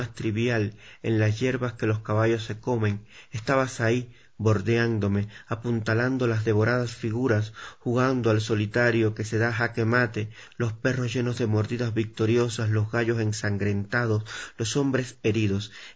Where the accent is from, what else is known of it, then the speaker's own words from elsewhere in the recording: Holguín, Cuba; born there; en Ediciones Holguín, en mi provincia natal, en el oriente del país, en Cuba.